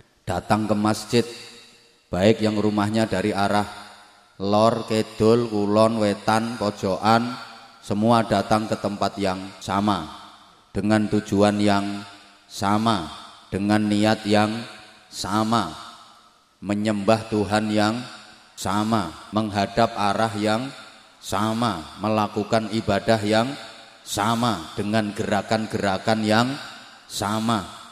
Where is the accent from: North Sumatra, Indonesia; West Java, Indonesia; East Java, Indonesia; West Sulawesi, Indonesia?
East Java, Indonesia; Bojonegoro; born there; Cuma kebetulan saya lahirnya di Bojonegoro. Dan saya enggak pernah pesen untuk dilahirkan di Bojonegoro.